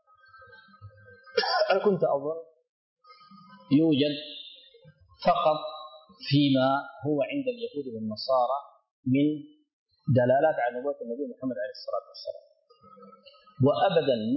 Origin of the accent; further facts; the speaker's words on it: Sudan; هنا في عندنا في السودان